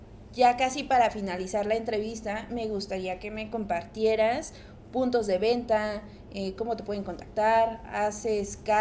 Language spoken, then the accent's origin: Spanish; Metepec, State of Mexico, Mexico; Es que yo, que soy de Metepec, aunque siempre me la paso de chincha aquí en Ciudad de México